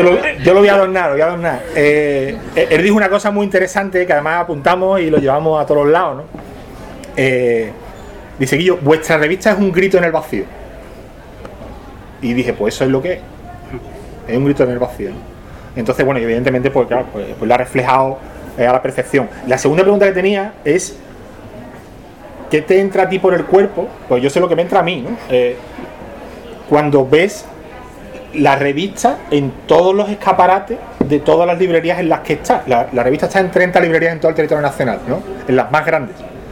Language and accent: Spanish; La Oliva, Canary Islands, Spain; porque yo me crié en La Oliva